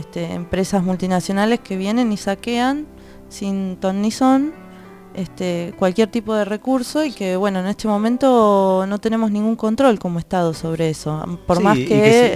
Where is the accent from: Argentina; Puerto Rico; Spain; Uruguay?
Argentina; como nación, como Argentina que somos, de defender los recursos naturales para todos aquellos que lo necesiten